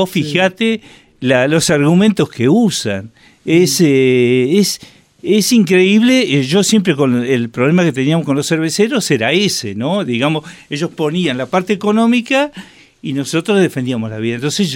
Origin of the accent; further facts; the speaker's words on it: Buenos Aires, Argentina; Yo soy porteño, pero represento a Río Negro.